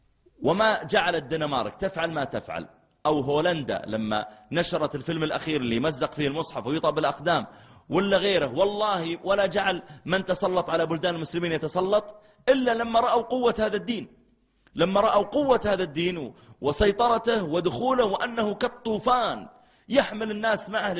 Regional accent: Mecca, Makkah Province, Saudi Arabia; قلت لا أنا من السعودية، أنا من مكة، تعرف مكة؟

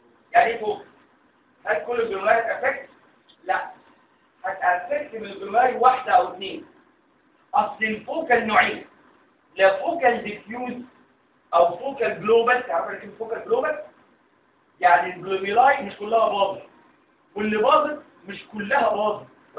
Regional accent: Egypt; لكن اشهر سبب للرينال فيلير عندنا في مصر هو ايه؟

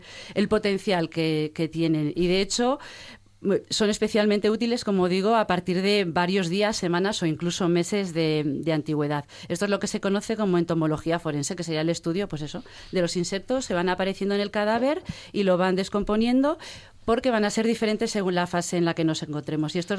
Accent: Galicia, Spain; Soy gallega, yo no lo puedo evitar.

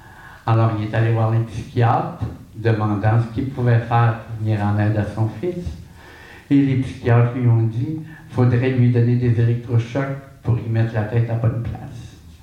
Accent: Quebec, Canada; born there; now in Montréal, Canada; Quand je suis parti de l'Abitibi, je suis né en Abitibi. Mon grand rêve, c'était d'habiter une grande ville pour pouvoir me laisser vivre. Et quand je suis arrivé à Montréal, j'ai quitté l'Abitibi condamné à l'enfer pour l'éternité.

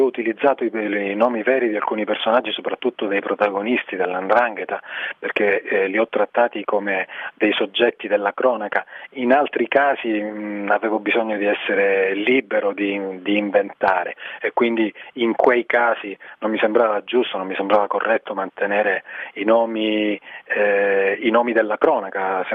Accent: Reggio Calabria, Calabria, Italy; Io da reggino mi auguro che questo succeda a partire da ottobre

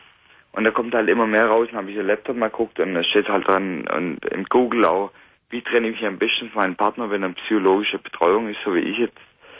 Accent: Stuttgart, Baden-Württemberg, Germany; Nee, ich komm ursprünglich aus Stuttgart.

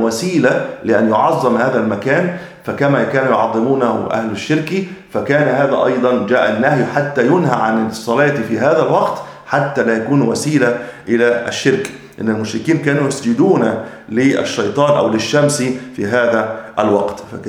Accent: Egypt; وأجل ما يكون عندنا في مصر شم النسيم

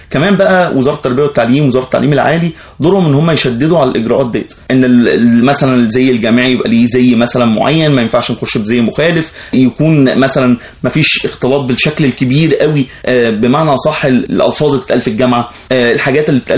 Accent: Egypt; ممكن احنا يعني كمصريين ما عشناش المأساة او التجربه اللي هم مروا بيها

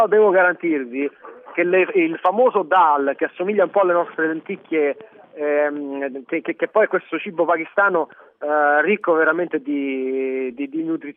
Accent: Sezze, Lazio, Italy; In realtà, diciamo, la mia provenienza è dal paese di Sezze, in provincia di Latina, praticamente a 80 km a sud dalla capitale, da Roma.

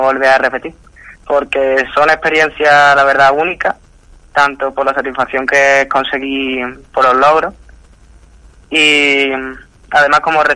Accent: Andalusia, Spain; Pues es un orgullo representar a mi tierra Andalucía

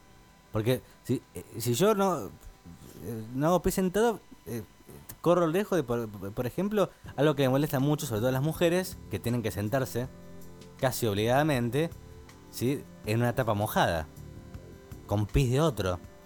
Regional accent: Santa Fe, Argentina; Y los escucho desde hace un mes desde mi provincia natal, que es Santa Fe. Más precisamente, Santa Fe Capital.

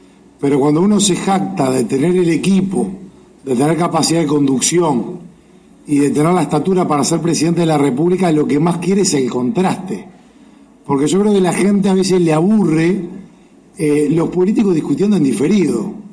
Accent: Uruguay; y también como uruguayo

